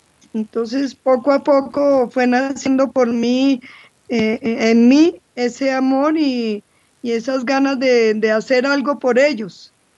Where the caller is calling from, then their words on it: Mexico; de México.